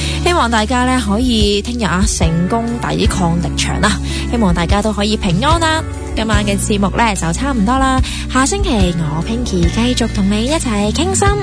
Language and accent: Cantonese; Hong Kong; 其实我哋香港人最好嘅地方就係一啲好食嘅嘢呢就一起去 share 啦，